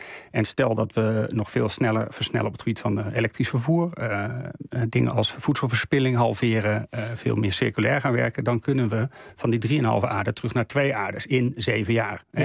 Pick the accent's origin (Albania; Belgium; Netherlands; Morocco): Netherlands; Wij als Nederlanders zijn rijk, we hebben een enorme welvaart.